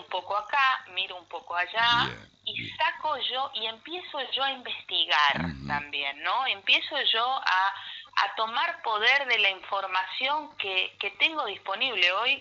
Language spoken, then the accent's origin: Spanish; Resistencia, Chaco, Argentina; now in Buenos Aires, Argentina; Yo soy de Resistencia Chaco, vivo hace más de 20 años en Buenos Aires